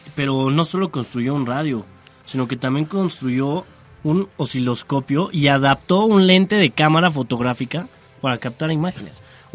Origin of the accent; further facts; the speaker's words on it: Mexico; como buen mexicano te digo que consiguió sus piezas faltantes en Tepito